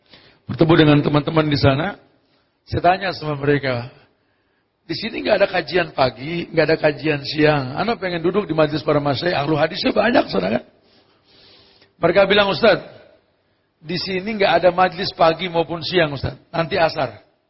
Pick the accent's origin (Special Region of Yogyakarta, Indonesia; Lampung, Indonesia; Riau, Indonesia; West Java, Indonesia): West Java, Indonesia; Bogor; kami orang Bogor sampai lupa cara minta dua hujan gitu. Tiap hari hujan di sana.